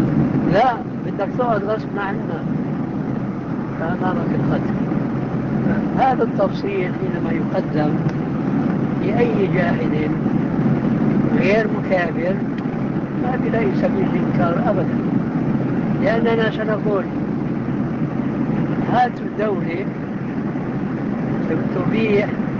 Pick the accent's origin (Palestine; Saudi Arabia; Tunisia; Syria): Syria; Damascus, Damascus Governorate; عندنا في دمشق كنا محكومين الفرنسويين